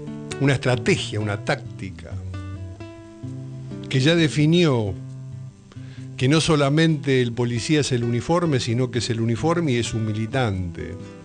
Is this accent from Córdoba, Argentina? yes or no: no; Buenos Aires, Argentina; Transmitimos desde la ciudad de Buenos Aires, Argentina, en el barrio de Mataderos. Barrio entrañable para los que somos porteños, ¿no?